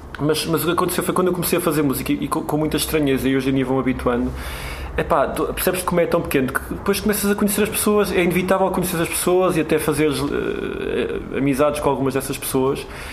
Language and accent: Portuguese; Tondela, Viseu, Portugal; Eu sou de Tondela, que é uma cidade do interior.